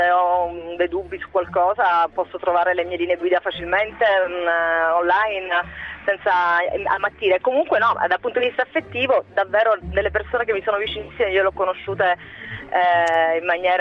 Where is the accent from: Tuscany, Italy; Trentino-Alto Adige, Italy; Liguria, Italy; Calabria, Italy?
Calabria, Italy; Reggio Calabria; moved away; Recente. Da Reggio Calabria.